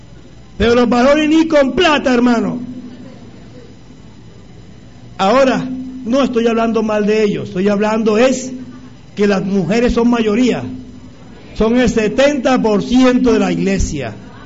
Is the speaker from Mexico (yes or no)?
no; Barranquilla, Atlántico, Colombia; accent: costeño; now in Bogotá, Colombia; todavía se dan cuenta que soy barranquillero? ¿Cierto? ¿Cierto? Así vive en Bogotá 20 años, el sotaque no se acaba ni el acento.